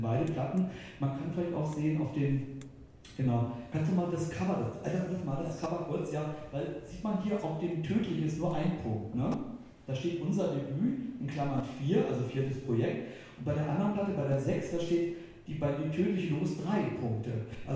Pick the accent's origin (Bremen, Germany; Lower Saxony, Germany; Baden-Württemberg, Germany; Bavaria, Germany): Lower Saxony, Germany; Wolfsburg; now in Berlin, Germany; ich bin ja aus Wolfsburg nach West-Berlin gezogen